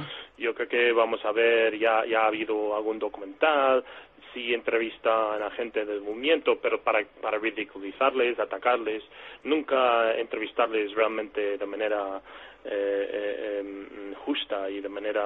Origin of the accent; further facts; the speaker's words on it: United States; Hombre, primero hay que decir, incluso siendo norteamericano, te pueden decir que eres antiamericano.